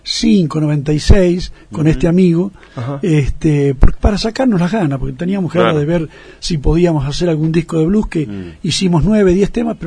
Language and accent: Spanish; Buenos Aires, Argentina; moved away as an adult; now in Catamarca, Argentina; Estudié en Buenos Aires. Yo soy de Buenos Aires y viví allá hasta los 33 años que me vine a vivir acá.